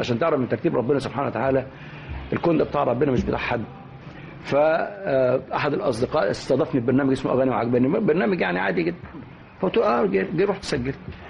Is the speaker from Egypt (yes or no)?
yes; Egypt; فطبعا احنا كمصريين احنا كنا 5 6 اساتذه في المعهد